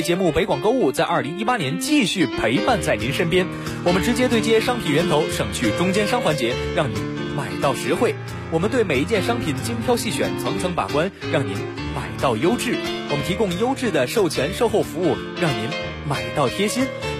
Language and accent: Chinese; Beijing, China; 就跟咱们北京人习惯喝的那个普通的